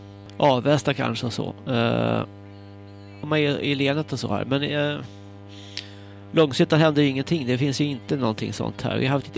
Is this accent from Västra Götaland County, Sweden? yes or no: no; Stockholm, Stockholm County, Sweden; also born or lived in Hägersten / Almunge; jag kommer från Södermalm. Jag kan inte minnas några bilbränder alls på Södermalm. Jag bodde i Hägersten, Midsommarkransen, från 83